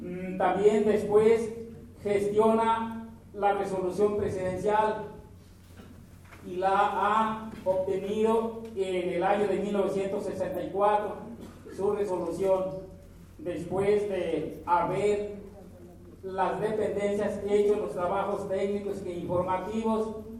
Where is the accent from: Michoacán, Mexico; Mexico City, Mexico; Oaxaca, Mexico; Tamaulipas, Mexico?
Michoacán, Mexico; Santa María Ostula; nosotros los compañeros que vinimos de la comunidad de Santa María Oscura